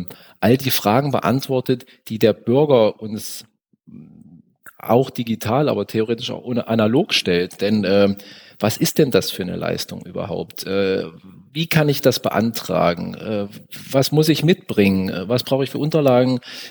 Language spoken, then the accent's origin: German; Magdeburg, Saxony-Anhalt, Germany; Ich bin aus Magdeburg und bin auch in Magdeburg